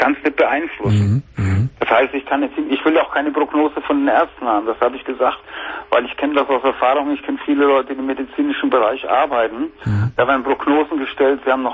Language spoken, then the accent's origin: German; Bavaria, Germany; ich komme aus Bayern.